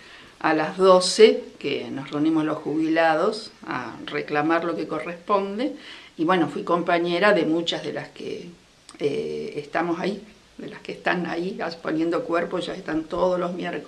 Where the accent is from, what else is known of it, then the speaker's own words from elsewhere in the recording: Rosario, Santa Fe, Argentina; born there; Yo nací en Rosario, pero soy hija de padres de ambos de la península ibérica, de Salamanca y de Burgos.